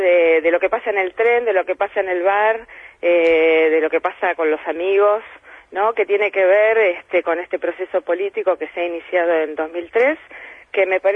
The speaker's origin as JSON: {"language": "Spanish", "town": "Lomas de Zamora", "region": "Buenos Aires Province", "country": "Argentina", "said": "Quizás eso en Lomas de Zamora, de donde yo soy, no pasa, ¿no?"}